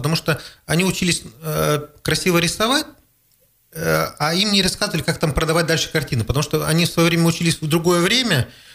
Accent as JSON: {"language": "Russian", "town": "Krasnoyarsk", "region": "Krasnoyarsk Krai", "country": "Russia", "said": "мы приехали из Красноярска, с Сибири."}